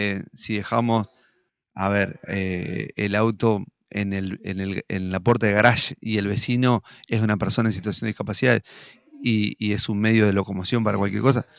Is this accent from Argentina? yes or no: yes; Concordia, Entre Ríos, Argentina; somos ciudadanos de la ciudad de Concordia, somos argentinos, somos entrerrianos